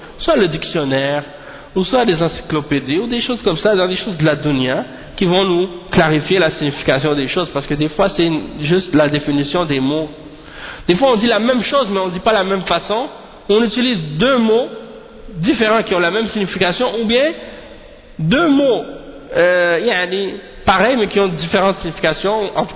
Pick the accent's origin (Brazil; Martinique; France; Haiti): Haiti; moi, je suis haïtien